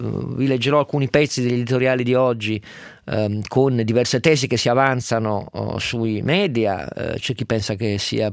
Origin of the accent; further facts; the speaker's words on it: Turin, Piedmont, Italy; sono torinese, questa storia la conosco da un secolo